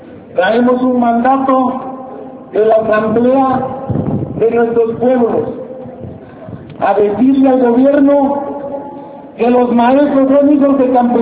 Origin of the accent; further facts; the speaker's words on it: Oaxaca, Mexico; Los dueños somos los oaxaqueños y los pobres de todo el país.